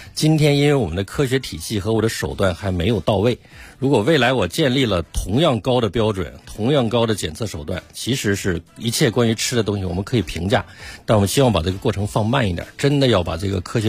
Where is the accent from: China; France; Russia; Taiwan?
China; Gansu; 比如说我是甘肃人，我小时候就吃一款瓜叫白兰瓜